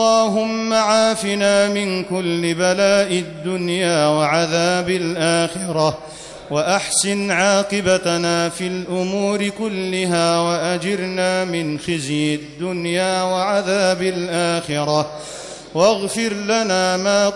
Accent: Egypt; اللهم أنزل على بلدنا مصر أمنك وأمانك

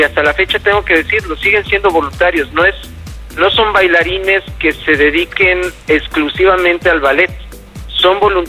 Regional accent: Mexico; seguir recordando quiénes somos los mexicanos

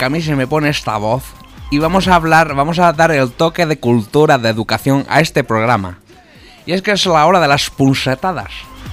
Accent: Spain; Bueno, somos españoles, podemos ganar.

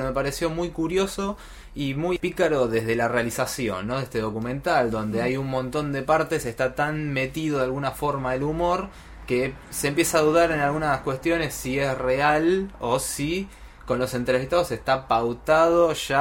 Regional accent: Argentina; nos representa como argentinos, ¿no?

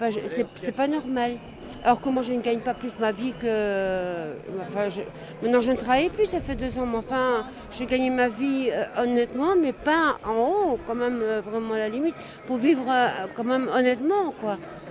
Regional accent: Belgium; Chez nous, en Belgique, il y a tant de gens qui ont besoin et qu'on ne fait rien pour eux.

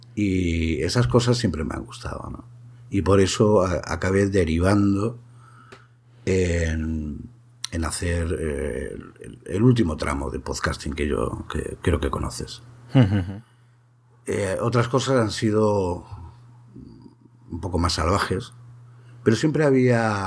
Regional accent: Jaén, Andalusia, Spain; born there; yo como no me he criado, por historias familiares, no me he criado, yo te hablo desde Jaén, desde Andalucía, pero, y soy de aquí, pero no me he criado aquí. Entonces, al final no tengo un acento andaluz.

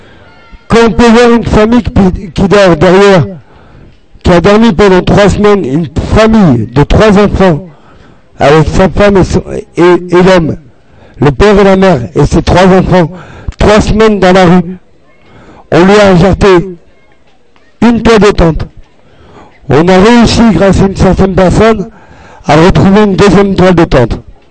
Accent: Paris, Île-de-France, France; born there; Je suis à la rue. Je suis français. Je suis né en France, Paris 14e.

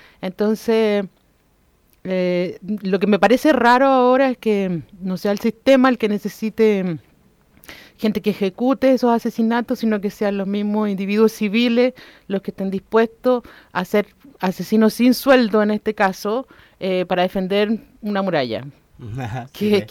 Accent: Recoleta, Santiago Metropolitan Region, Chile; Yo soy oriunda de Recoleta.

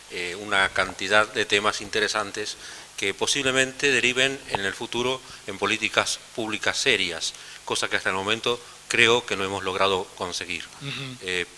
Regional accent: Buenos Aires, Argentina; Yo vengo de Buenos Aires

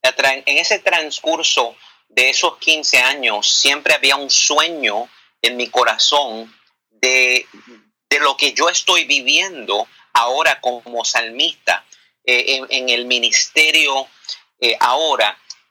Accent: Bayamón, Puerto Rico; yo soy un muchacho humilde, nacido en Bayamón, Puerto Rico.

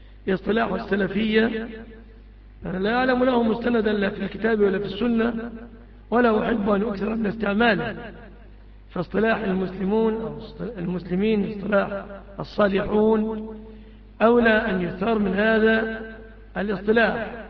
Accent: Egypt; يعني عندنا في مصر الجديد يقف بعد 10 سنين مثلا

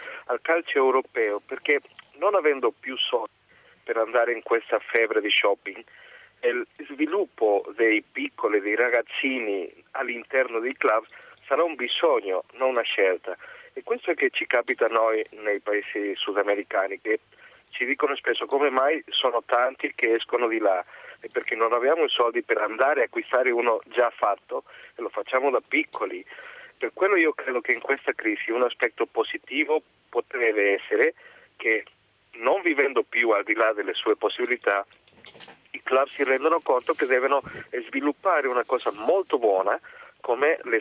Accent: Argentina; now in Treviso, Italy; Io sono argentino

